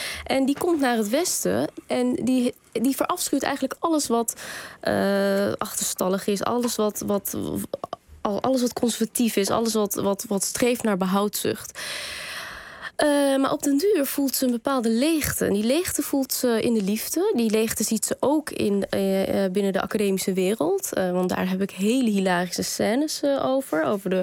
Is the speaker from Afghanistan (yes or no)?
yes; Kabul, Afghanistan; Ik kom uit Kabul, ja, uit Afghanistan.